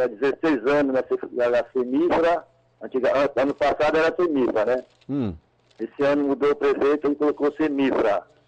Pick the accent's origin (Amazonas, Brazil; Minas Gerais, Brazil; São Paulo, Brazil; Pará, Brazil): Pará, Brazil; Alenquer; now in Santarém, Brazil; Isso aí era na época que nós éramos pequeno lá em Alenquer, né? Porque eu sou de Alenquer, né?